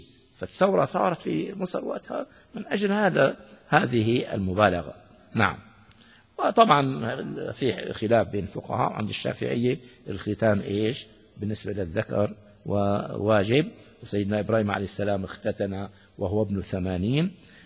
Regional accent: Syria; يعني وزير من الوزراء عندنا في سوريا

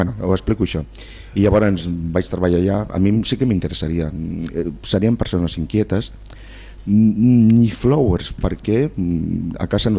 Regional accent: Barcelona, Catalonia, Spain; born there; Vinc d'un silenci, que sóc nascut al Centre Històric de Barcelona.

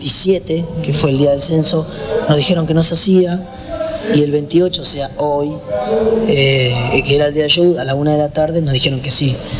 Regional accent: Argentina; todo lo que consumimos nosotros como argentinos, que el argentino es muy consumista de lo que viene de afuera

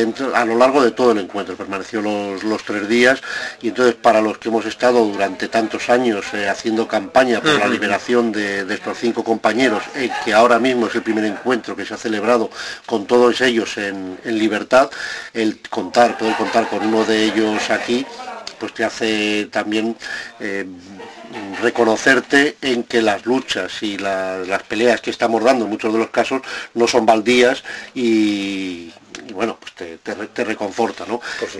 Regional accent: Zaragoza, Aragon, Spain; para los que somos de aquí de Zaragoza

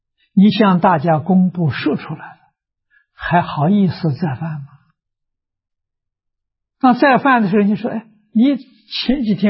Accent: China; 我们中国人把它的尾音省掉了

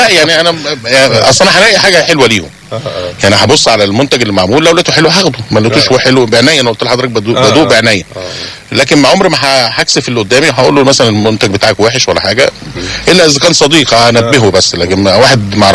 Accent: Egypt; دي العيب اللي عندنا في مصر ان احنا بنحاول نشتري كتير جدا

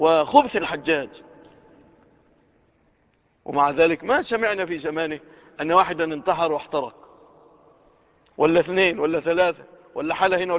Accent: Egypt; لو وقعت في بلادنا مصر لكانت الفتن والقلاقل والفوضى والخوف

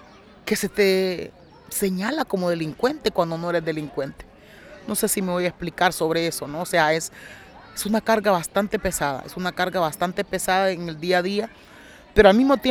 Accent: Honduras; Y yo siempre digo, bueno, mis hijos, mis hijas merecen otro destino, Honduras merece otro destino.

